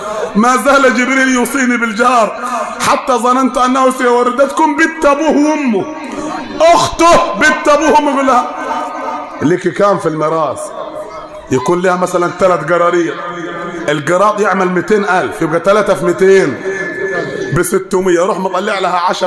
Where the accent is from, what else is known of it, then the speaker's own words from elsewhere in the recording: Upper Egypt, Egypt; الدارج عندنا في الصعيد مثل يقول لك النبي وصى كام؟ سبعه